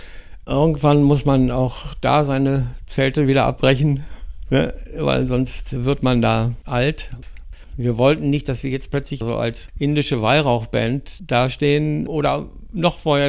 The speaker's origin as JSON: {"language": "German", "town": "Rügen", "region": "Mecklenburg-Vorpommern", "country": "Germany", "tie": "born there", "said": "Die Melodie kommt so aus meiner Gegend, von der Insel Rügen, wo ich geboren bin."}